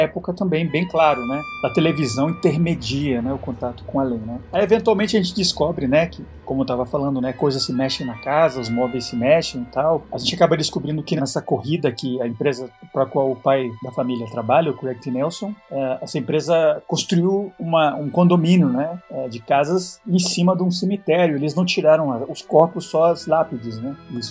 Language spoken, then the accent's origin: Portuguese; Colombia; Portuguese is a second language; moved away; quando eu cresci na Colômbia, nos anos 80 e 90